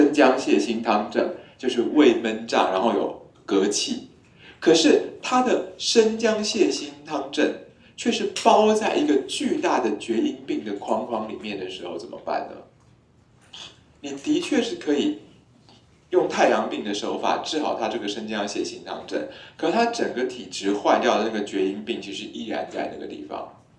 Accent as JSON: {"language": "Chinese", "country": "Taiwan", "said": "其实我们台湾人看大陆人一直觉得很奇怪"}